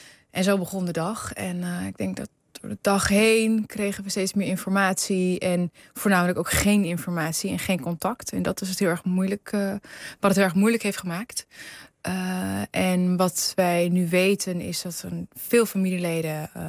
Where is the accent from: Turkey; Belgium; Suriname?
Turkey; Karsel, Hatay; mijn familie woont, wij komen uit Karsel.